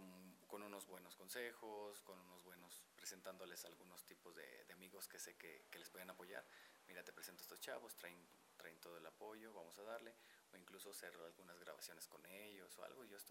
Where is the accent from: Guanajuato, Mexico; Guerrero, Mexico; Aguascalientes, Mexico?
Guanajuato, Mexico; Nací en Guanajuato, soy originario de allá, tengo 27 años